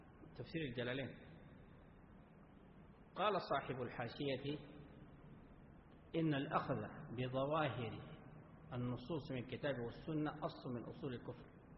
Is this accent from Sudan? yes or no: yes; Sudan; عندنا في السودان،